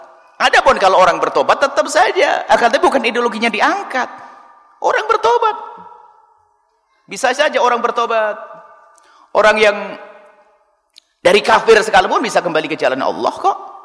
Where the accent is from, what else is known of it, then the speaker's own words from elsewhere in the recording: Java, Indonesia; orang Jawa, saya Jawa, orang Jawa ya harus dihentikan itu.